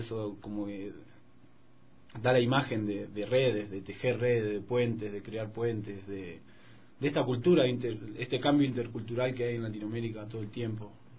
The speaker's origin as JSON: {"language": "Spanish", "town": "Campana", "region": "Buenos Aires Province", "country": "Argentina", "said": "Yo soy de Campana, una ciudad industrial al norte de la capital, que es del cordón industrial, digamos, pertenece al cordón industrial."}